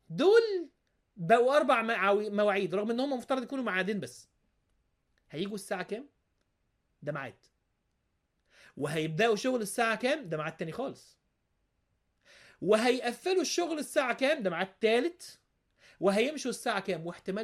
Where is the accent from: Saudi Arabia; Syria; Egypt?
Egypt; حتى عندنا في مصر يقولوا كده